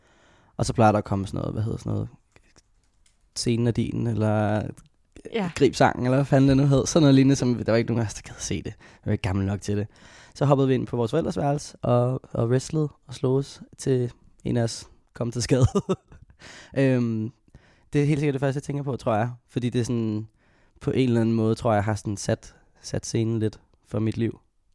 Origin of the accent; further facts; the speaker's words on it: Hvidovre, Capital Region of Denmark, Denmark; Så jeg boede sammen med dem og min storebror i Hvidovre.